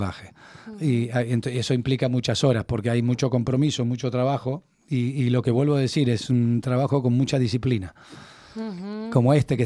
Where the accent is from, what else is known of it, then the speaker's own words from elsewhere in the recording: Buenos Aires, Argentina; now in Madrid, Spain; Porque me fui de Buenos Aires con el sueño de conocer el país de mi madre.